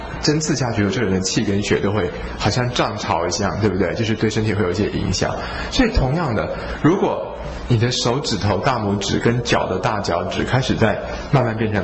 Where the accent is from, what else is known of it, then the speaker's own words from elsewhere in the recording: Taiwan; 那一般我们台湾人是比较撑不住一点。